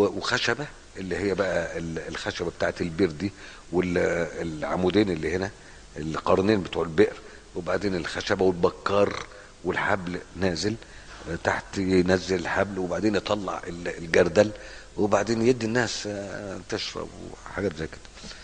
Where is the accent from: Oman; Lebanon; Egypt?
Egypt; انا روح عندنا في مصر، روح يعني روح في 60 داهيه البعيد مثلا